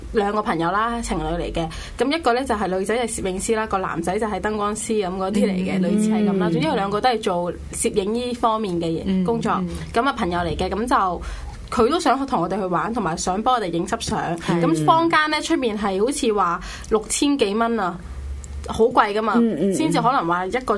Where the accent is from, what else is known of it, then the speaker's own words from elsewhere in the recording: Shenzhen, Guangdong, China; now in Hong Kong; 就去咗深圳我老家。